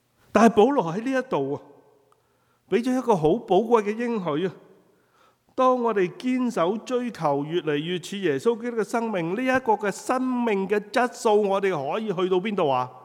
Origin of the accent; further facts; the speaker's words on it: Guangdong, China; 我哋廣東人就叫做冚棒冷係嘛？